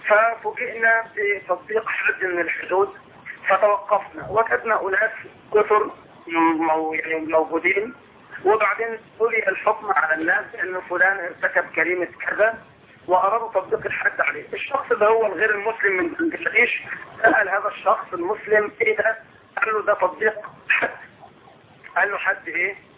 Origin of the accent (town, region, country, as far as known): Egypt